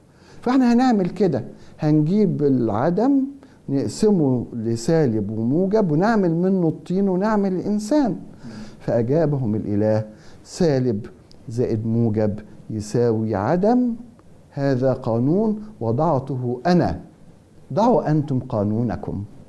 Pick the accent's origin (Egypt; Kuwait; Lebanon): Egypt; وإحنا كمصريين